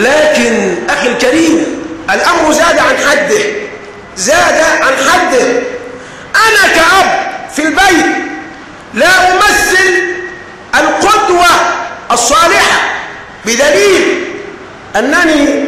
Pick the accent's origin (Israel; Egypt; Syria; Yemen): Egypt; ومعلوم أننا كمصريين بيننا التحام، بيننا ارتباط